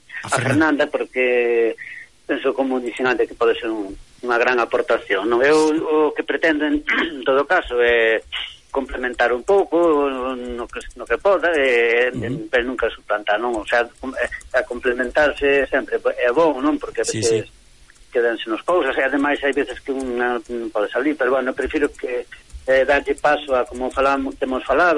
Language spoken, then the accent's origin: Galician; Lugo, Galicia, Spain; porque somos de Lugo